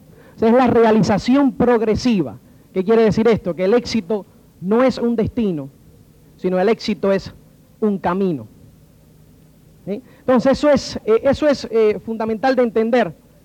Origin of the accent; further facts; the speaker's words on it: Cuba; Yo nací en Cuba en el año 1960.